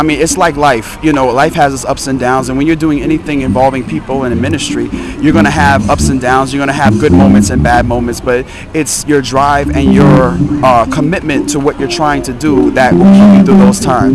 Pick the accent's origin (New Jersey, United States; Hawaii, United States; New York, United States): New York, United States; Brooklyn; I'm from Brooklyn, New York. This is actually my home church that's putting it together.